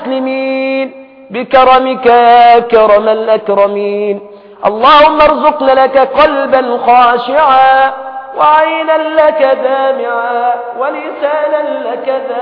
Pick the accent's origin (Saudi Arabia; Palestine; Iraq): Iraq; نحن من اهل العراق